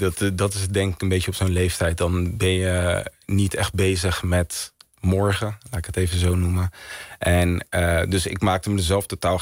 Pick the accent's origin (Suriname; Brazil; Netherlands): Netherlands; Vlaardingen, South Holland; Ik ben in Vlaardingen opgegroeid. Als ik kijk naar mijn wijk waar ik ben opgegroeid, is dat een wijk met sociaal-economische achterstand. Arbeiderswoningen.